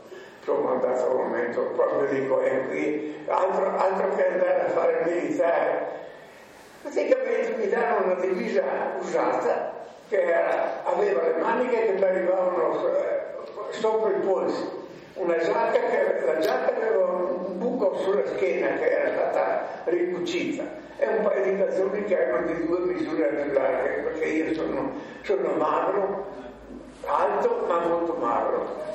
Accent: Bolzano, Trentino-Alto Adige, Italy; also born or lived in Padua; sono nato a Padova il 21-12-1924. Siamo arrivati a Bolzano nel 1933 e da allora ci ho sempre abitato.

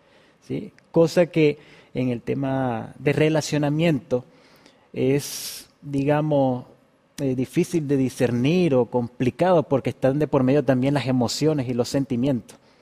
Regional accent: Venezuela; moved away; yo me vine de Venezuela hace algún tiempo, soy soltero

